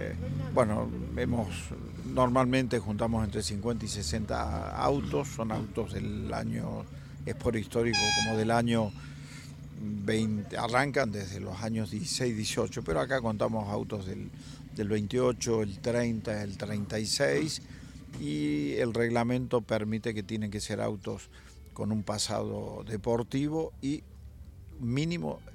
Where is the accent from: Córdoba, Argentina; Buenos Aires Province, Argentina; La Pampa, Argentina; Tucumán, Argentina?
Córdoba, Argentina; Yo soy de Córdoba y bueno, tenemos este lugar que es privilegiado para los cordobeses